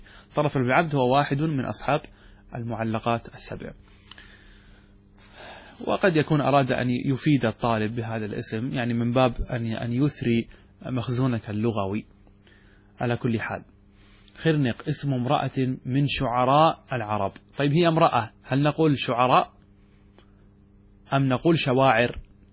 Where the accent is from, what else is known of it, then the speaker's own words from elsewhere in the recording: Qatar; مثل عندنا نحن ما اسمه هذا الخيل الذي عندنا في قطر